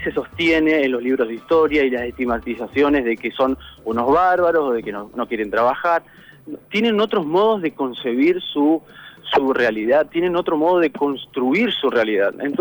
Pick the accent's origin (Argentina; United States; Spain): Argentina; La verdad que es preocupante lo que nos está pasando como argentinos